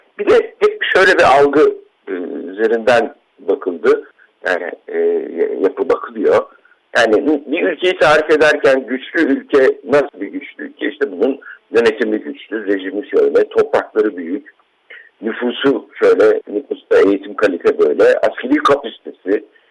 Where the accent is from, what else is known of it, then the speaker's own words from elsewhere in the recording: Ankara, Turkey; Ya ben çocukken Ankara'da babamla böyle bir yer vardı.